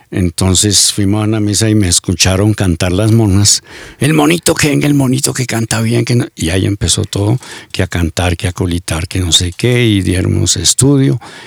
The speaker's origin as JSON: {"language": "Spanish", "town": "Boavita", "region": "Boyacá", "country": "Colombia", "tie": "born there", "said": "Yo nací en Boavita, Boyacá, al norte del departamento. Es un municipio que ha dado muchos artistas. Allá nos gusta mucho la música."}